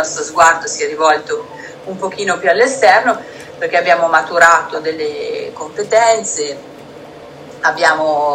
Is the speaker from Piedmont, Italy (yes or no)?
yes; Piedmont, Italy; Essendo piemontese abbiamo questa tendenza al ribasso